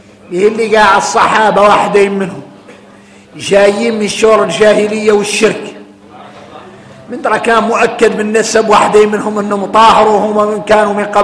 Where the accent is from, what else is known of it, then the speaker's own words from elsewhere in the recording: Mauritania; احنا موريتاني طالع لينا حتى والخيمة الكبيرة